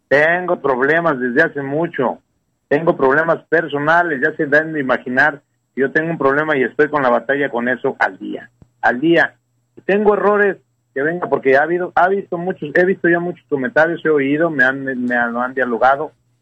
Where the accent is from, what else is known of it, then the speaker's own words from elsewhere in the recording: Guadalajara, Jalisco, Mexico; Guadalajara, Jalisco, mi tierra natal o la tierra natal de mi vieja